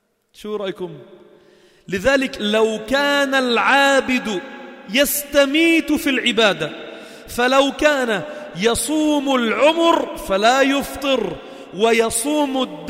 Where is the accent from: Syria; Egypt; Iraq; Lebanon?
Lebanon; أنت من وين أنا من وين، قلت له I'm from Lebanon، من لبنان